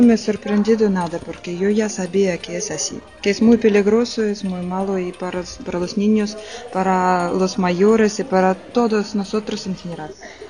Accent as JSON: {"language": "Spanish", "country": "Russia", "second_language": "Spanish", "moved": "as an adult", "lives_now": "Spain", "said": "pero yo no soy de aquí, yo soy rusa y aquí estoy casada con un hombre de aquí y vivo ya 3 años."}